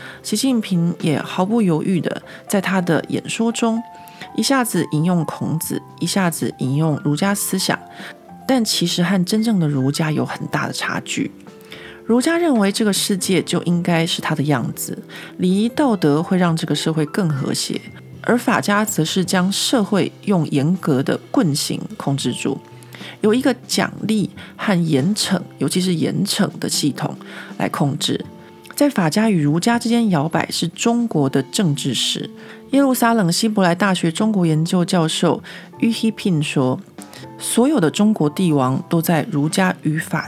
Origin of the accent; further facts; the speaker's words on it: Taiwan; 像我们这种在台湾长大没有什么被监视的经验的人来说呢